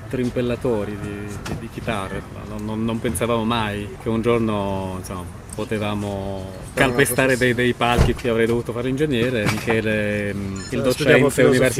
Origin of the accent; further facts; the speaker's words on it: Lebanon; Italian is a second language; Sono nato in Libano, nato e cresciuto in Libano, da genitori palestinesi rifugiati in Libano, quindi insomma come status fino a qualche tempo fa, fino a non molto tempo fa, ero un rifugiato palestinese in Libano.